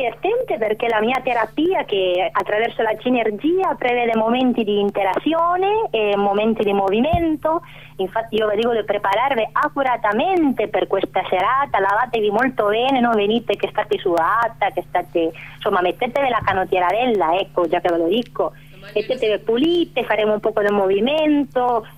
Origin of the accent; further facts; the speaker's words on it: Argentina; Italian is a second language; Vengo dall'Argentina, come voi sapete